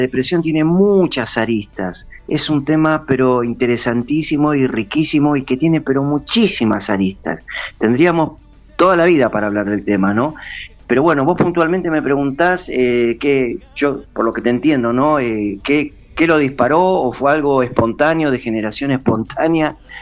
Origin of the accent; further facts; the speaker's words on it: Argentina; Bueno, es parte de nuestro speech como argentino.